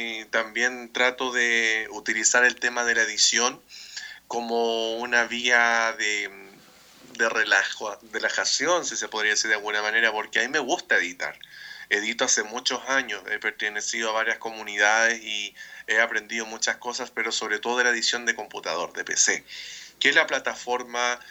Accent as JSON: {"language": "Spanish", "country": "Chile", "said": "soy de Chile."}